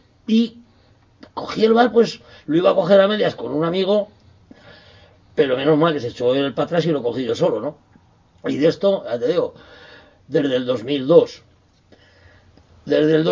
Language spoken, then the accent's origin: Spanish; Calatayud, Aragon, Spain; born there; Bueno, nací en Calatayud.